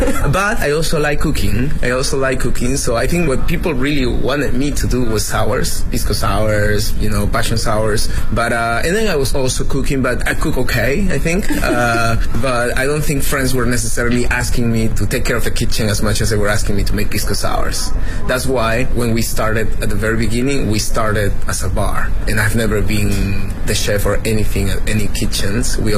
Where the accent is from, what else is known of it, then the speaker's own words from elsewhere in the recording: Lima, Peru; I'm from Lima, Peru, and I'm currently doing a couple of things.